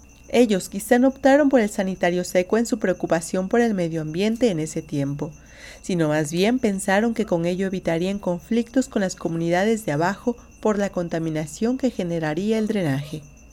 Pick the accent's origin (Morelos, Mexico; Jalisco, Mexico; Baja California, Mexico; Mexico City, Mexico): Morelos, Mexico; Cuernavaca; en las barrancas de mi barrio natal en Cuernavaca